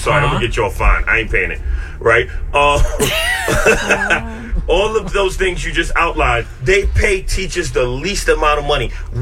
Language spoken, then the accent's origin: English; Bronx, New York, United States; I'm from Yankee Stadium, 163rd, 164th, Shanksby.